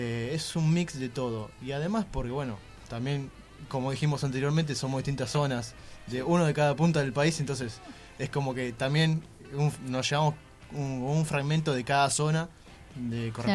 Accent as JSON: {"language": "Spanish", "town": "El Palomar", "region": "Buenos Aires Province", "country": "Argentina", "said": "Nosotros dos somos del Palomar, de la zona oeste."}